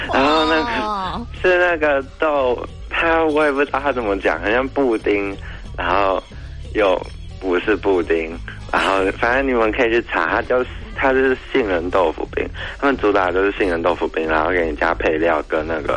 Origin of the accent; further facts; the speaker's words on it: Tainan, Taiwan; 因为我的老家在台南，